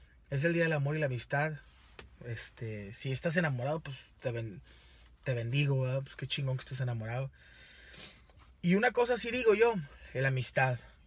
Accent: Monterrey, Nuevo León, Mexico; yo soy de Monterrey, Nuevo León.

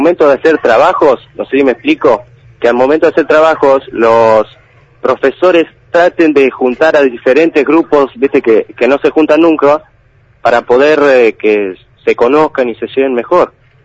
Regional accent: Juan A. Pradere, Buenos Aires, Argentina; Es que nosotros somos de Juana Pradere y estamos medio lejos.

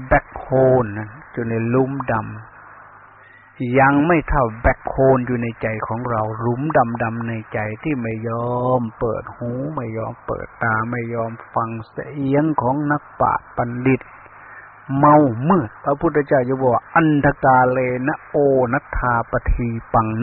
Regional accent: Ubon Ratchathani, Thailand; อาตมาเป็นคนลาวเป็นคนภาคอีสานเมืองอุบลบ้านเกิดเมืองนอนบ้านพ่อเมืองแม่มันก็อดไม่ได้ที่จะพูดภาษาเสียงในฟิล์ม

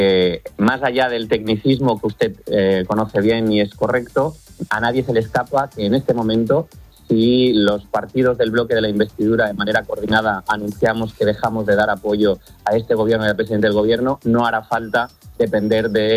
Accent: Valencian Community, Spain; siendo valencianos

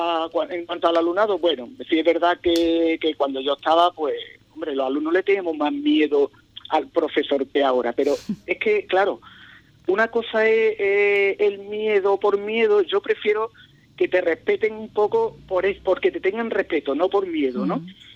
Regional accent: Madrid, Community of Madrid, Spain; born there; yo nací, mis padres son de Ubrique, ¿no? Yo nací en Madrid por cuestiones laborales de ellos

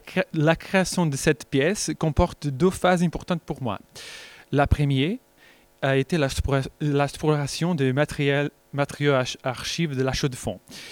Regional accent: Portugal; French is a second language; Je suis portugais et mon niveau de français, c'est très...

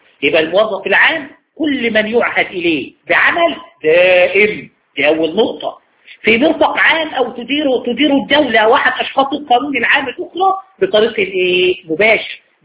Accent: Egypt; والقضاء الاداري عندنا في مصر قال هذا الكلام

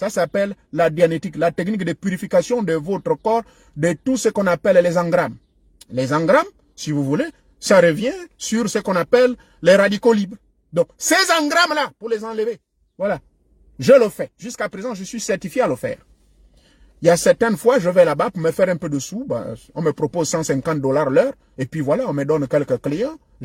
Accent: Gabon; il y a même une qu'on a pris chez nous au Gabon

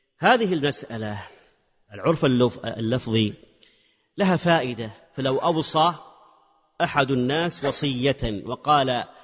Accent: Hejaz, Saudi Arabia; لكن عندنا في الحجاز مثلا هذا أمر فيه تنقص ومعيب

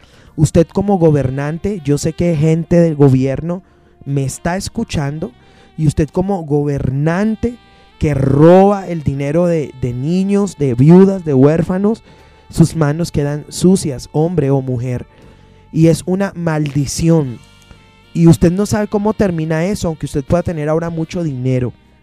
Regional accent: Colombia; como colombianos tenemos varias raíces muy fuertes.

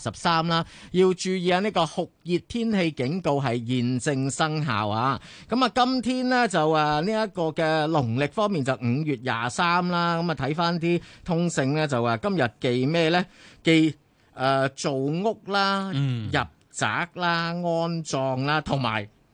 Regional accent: Hong Kong

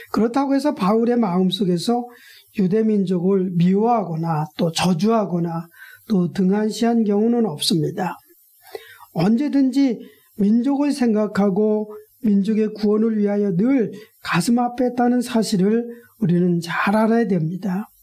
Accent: South Korea; 저도 한국인이기 때문에 어디든지 늘 한국 사람들을 향한 어떤 복음의 열정을 숨길 수 없습니다.

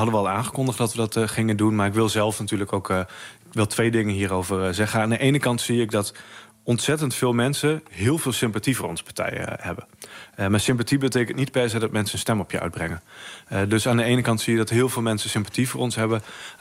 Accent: Groningen, Netherlands; Raakt mij als Groninger ook iedere dag als ik haar hoor spreken

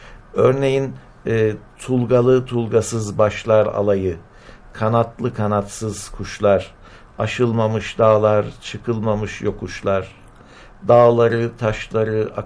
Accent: Adana, Turkey; Ben de bir Adanalı olarak tabii 5 Ocak'ın Adana'nın tarihindeki yerini çok iyi biliyorum.

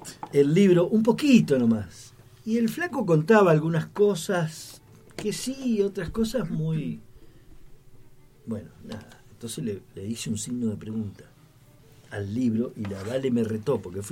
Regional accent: El Bolsón, Río Negro, Argentina; Yo no espero que alguien me diga cómo es mi pueblo. O que me enseñe a través de un libro. Una vez a alguien se le ocurrió escribir un libro sobre Bolsón.

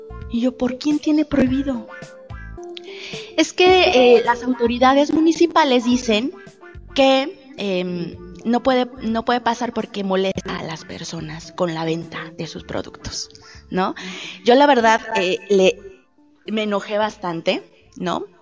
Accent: Guanajuato, Mexico; primero que nada, primero soy guanajuatense, soy mujer, soy persona, ¿no?

